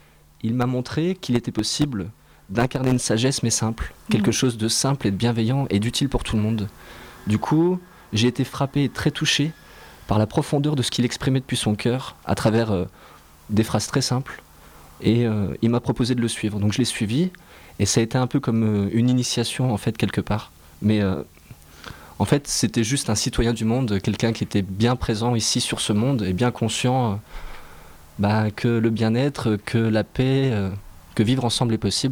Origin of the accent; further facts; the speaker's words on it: Épinal, Grand Est, France; Je suis originaire d'Épinal. Je suis né à Épinal.